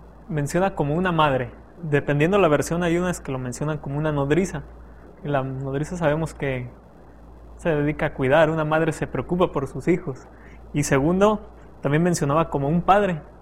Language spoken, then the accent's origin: Spanish; San Luis Potosí, Mexico; soy estudiante de la Facultad de Teología y soy de San Luis Potosí.